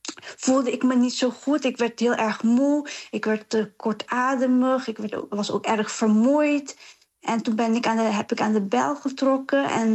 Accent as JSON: {"language": "Dutch", "town": "Dordrecht", "region": "South Holland", "country": "Netherlands", "tie": "born there", "said": "Ik werd dus geboren in Dordrecht"}